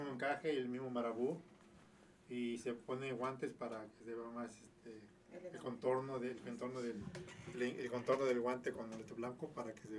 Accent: Tepoztlán, Morelos, Mexico; soy orino de Tepoztlán.

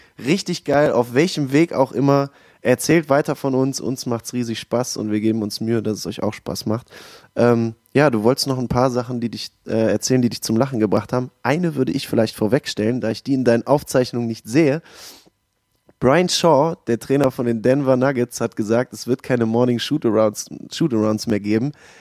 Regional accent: Düsseldorf, North Rhine-Westphalia, Germany; ich bin auch aus Düsseldorf, bin 31 Jahre alt schon

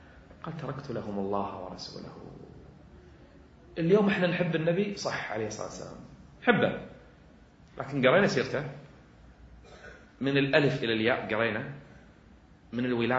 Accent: Kuwait; وهي يمكن أعلى مرتبة عندنا بالكويت

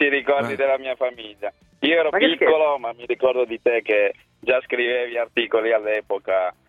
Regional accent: Settimo Torinese, Piedmont, Italy; visto che io sono di Settimo Torinese e parlo di più di 30 anni fa

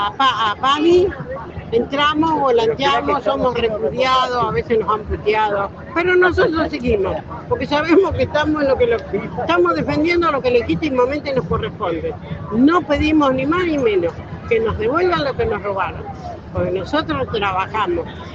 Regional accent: Neuquén, Argentina; De Neuquén, y allá también tenemos la misma bandera de insurgente

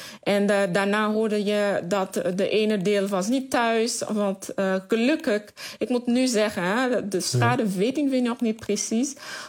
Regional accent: Camp-Perrin, Sud, Haiti; Ik kom uit een stad van het zuiden departement. Die heet Camperin. En Camperin ligt ongeveer 7 tot 8 kilometer eigenlijk van het epicentrum.

